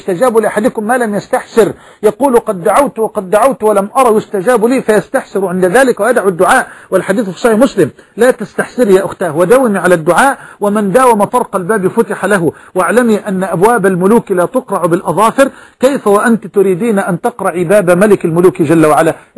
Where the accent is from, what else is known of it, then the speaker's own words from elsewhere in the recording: Egypt; أن يجعل بلدنا مصر واحة للأمن والأمان